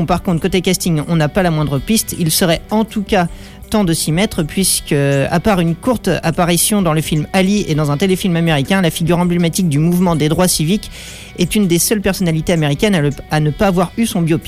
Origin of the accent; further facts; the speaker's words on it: France; je suis français, faut que je m'habitue à la culture et tout